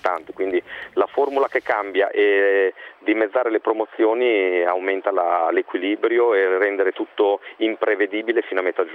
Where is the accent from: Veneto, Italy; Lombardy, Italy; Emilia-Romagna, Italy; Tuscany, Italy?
Emilia-Romagna, Italy; Bologna; da bolognese, fortitudino, cresciuto